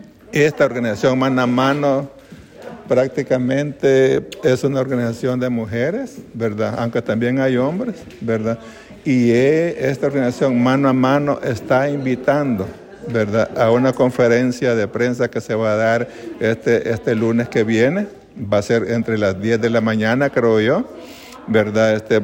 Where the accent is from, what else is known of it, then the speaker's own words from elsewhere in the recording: El Salvador; que formamos en aquellos años del 82 en mi país.